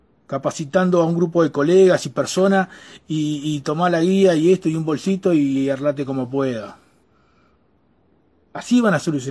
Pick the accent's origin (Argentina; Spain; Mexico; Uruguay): Uruguay; yo, como ciudadano uruguayo y como profesional, Me voy a seguir quejando todo lo que me quiera quejar